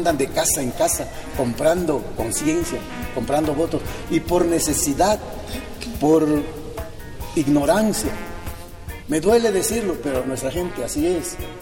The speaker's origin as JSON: {"language": "Spanish", "town": "Álvaro Obregón", "region": "Oaxaca", "country": "Mexico", "first_language": "Zapotec", "second_language": "Spanish", "said": "Pero sí hablamos nuestra lengua materna, es el zapoteco. En la comunidad de Álvaro Obregón se habla el 90% de los habitantes, hablamos la lengua materna."}